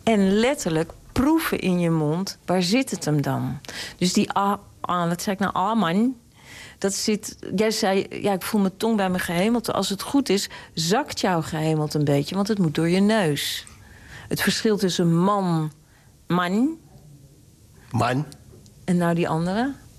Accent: Amsterdam, North Holland, Netherlands; Ja, dit is weer dat boekje waar ik het net over had, van Jacques Kleuters, bij ons in de Jordaan.

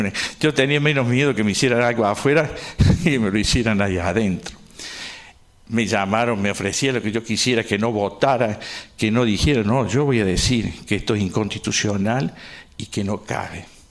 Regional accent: Córdoba, Argentina; Incluso uno como es cordobés no pide la costumbre.

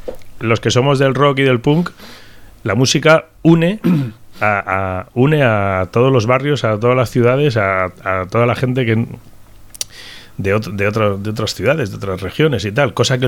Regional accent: San Sebastián, Basque Country, Spain; La verdad que sí que soy de Donosti.

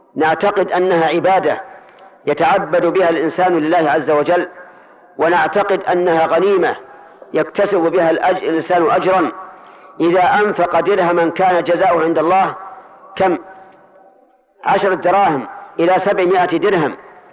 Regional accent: Najd, Saudi Arabia; هذا السؤال الذي يسمى عندهم القحدد يسمى عندنا في نجد الشهاقة

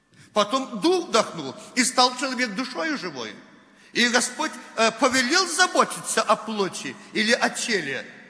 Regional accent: Belarus; Ну, знаете, уже так вот привыкли мы, белорусы, коверкать русский язык.

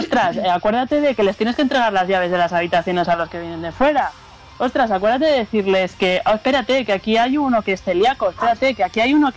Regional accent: San Sebastián, Basque Country, Spain; Somos vascas, somos de Guipúzcoa, concretamente de San Sebastián, aunque todo el mundo piensa que somos de Bilbao

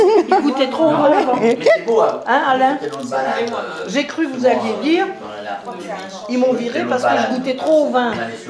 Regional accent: Pays de la Loire, France; parce chez moi en Mayenne, il y avait des moines aussi qui faisaient du fromage.

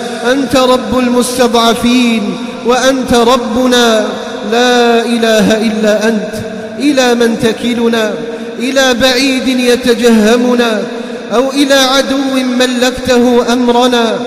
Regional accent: Algeria; اللهم احفظ بلدنا الجزائر من كل فتنة

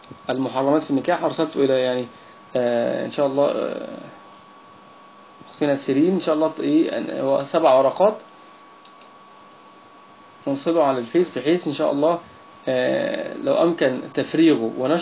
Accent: Egypt; يعني عندنا في مصر يقول

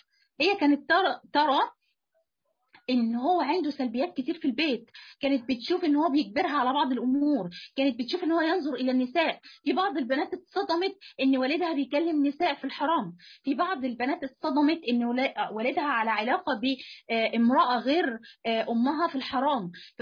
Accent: Egypt; سواء في وجه بحري او وجه قبلي مثلا عندنا في مصر

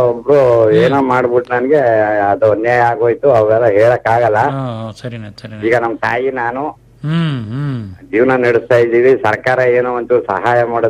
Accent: Saligrama, Karnataka, India; Saligrama, ಕ್ಯಾರ್ನಗರ್ taluk.

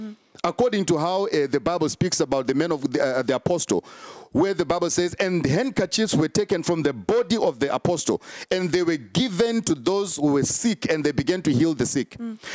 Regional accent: Zimbabwe; and I'm from Zimbabwe.

